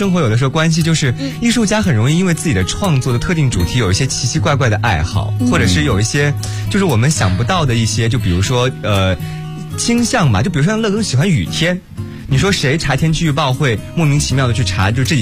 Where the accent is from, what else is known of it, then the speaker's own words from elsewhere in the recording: Guiyang, Guizhou, China; 您是不是应该生活在我的家乡贵阳，一年有一半都在下雨